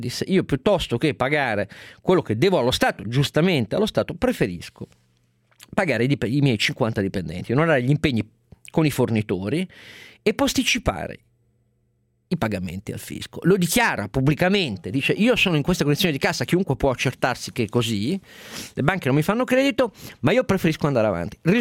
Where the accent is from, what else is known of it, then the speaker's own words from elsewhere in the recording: Turin, Piedmont, Italy; Sono torinese